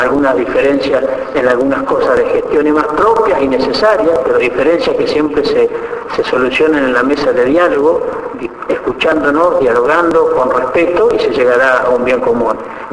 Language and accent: Spanish; Ayacucho, Buenos Aires Province, Argentina; yo provengo de Ayacucho, que son similares, pueblo del interior, ganadero